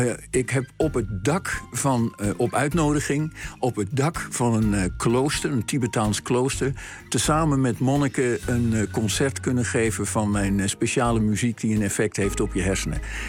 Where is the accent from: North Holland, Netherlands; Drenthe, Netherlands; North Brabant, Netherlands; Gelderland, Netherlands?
North Holland, Netherlands; Amsterdam; Ik ben geboren in de Van Egelaan in Amsterdam. Dat is aan het Vondelpark.